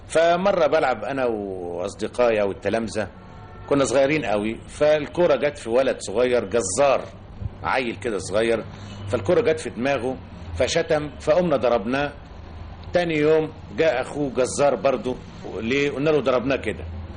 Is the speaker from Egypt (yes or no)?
yes; Sayyida Zeinab, Cairo Governorate, Egypt; born there; أنا من مواليد السيدة زينب